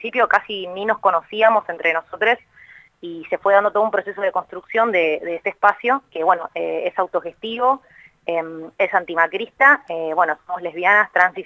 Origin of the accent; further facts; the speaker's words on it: Buenos Aires, Argentina; soy de Capital, milito en la Asamblea hace un poco más de un año